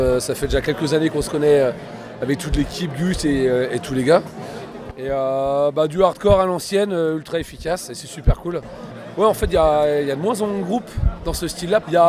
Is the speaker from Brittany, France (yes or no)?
yes; Rennes, Brittany, France; Moi je suis de Rennes.